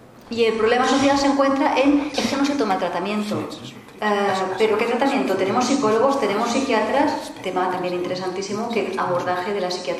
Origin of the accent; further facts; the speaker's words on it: Catalonia, Spain; yo me considero paciente catalana